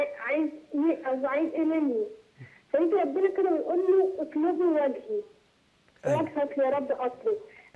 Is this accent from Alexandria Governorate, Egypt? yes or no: no; Shubra, Cairo Governorate, Egypt